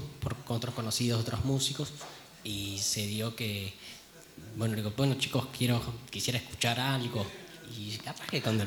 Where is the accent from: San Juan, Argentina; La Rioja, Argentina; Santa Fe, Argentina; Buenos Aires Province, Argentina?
Buenos Aires Province, Argentina; Mar del Plata; Bueno, yo vengo de Mar del Plata.